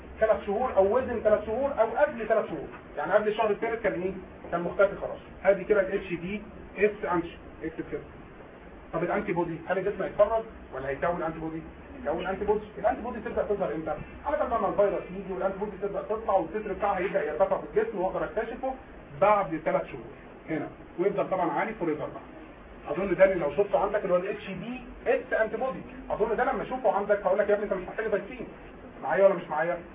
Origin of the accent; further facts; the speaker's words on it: Egypt; السي ده مهم عندنا في مصر